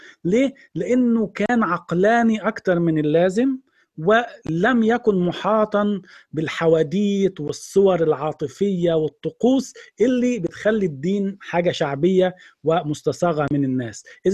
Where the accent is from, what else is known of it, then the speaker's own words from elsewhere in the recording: Egypt; إحنا الخمسة مصريين، إحنا الأربعة مصريين.